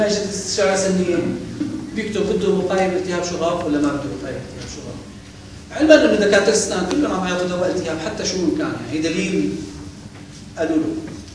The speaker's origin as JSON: {"language": "Arabic", "country": "Syria", "said": "كنا قاعدين احنا اساتذه كبار من سوريا للقلبيه"}